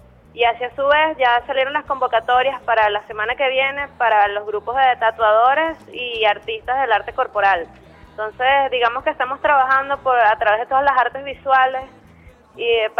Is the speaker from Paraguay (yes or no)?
no; Maracay, Aragua, Venezuela; Yo soy de Maracay, del Limón.